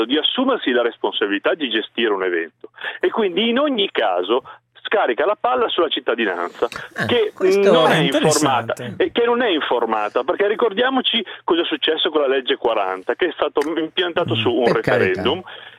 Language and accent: Italian; Alessandria, Piedmont, Italy; Io sono di Alessandria, quindi lontano da Roma